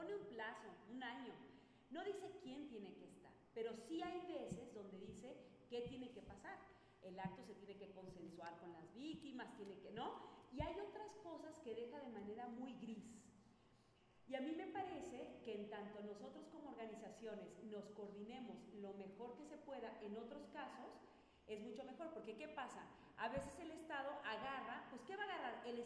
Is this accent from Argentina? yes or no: no; Mexico; Yo creo que como mexicanos también tenemos que voltear a ver a otras experiencias bien bonitas